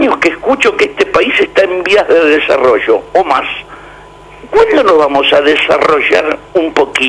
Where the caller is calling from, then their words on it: La Boca, Buenos Aires, Argentina; de la Boca